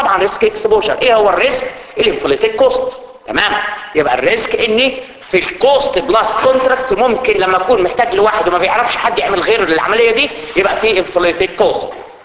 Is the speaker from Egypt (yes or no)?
yes; Egypt; والكلام اللي بتحكي عندنا في مصر معروف طبعا